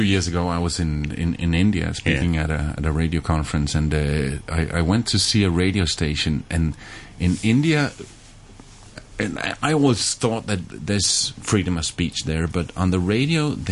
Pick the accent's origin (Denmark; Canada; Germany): Denmark; English is a second language; No, even though I'm from Denmark and in the Western Europe, I've never been to the Eastern part of Europe.